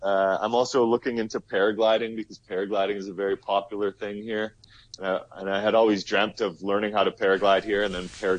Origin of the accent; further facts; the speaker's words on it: Canada; I can't, as a Canadian, I can't go through Iran or Tibet without having a guide with me at all times